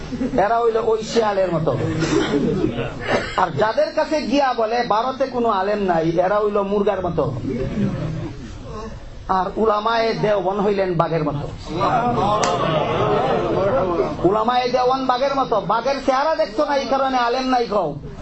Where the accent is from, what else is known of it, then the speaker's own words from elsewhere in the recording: Bangladesh; আমাদের বাংলাদেশি ভাষায় কয় বাং দেওয়া